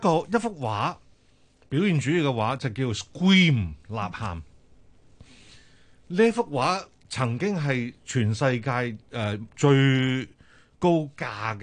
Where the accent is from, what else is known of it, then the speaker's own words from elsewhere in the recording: China; 我哋中國人有句説話，有冤無路訴就係俾冤，係冤上加冤